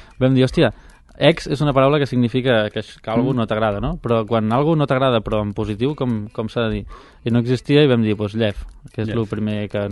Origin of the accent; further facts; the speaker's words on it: Catalonia, Spain; I això a mi com a català em molestava, no?